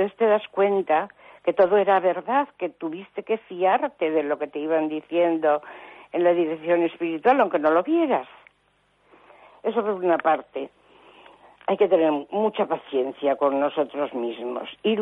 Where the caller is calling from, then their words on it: Cantabria, Spain; de Cantabria.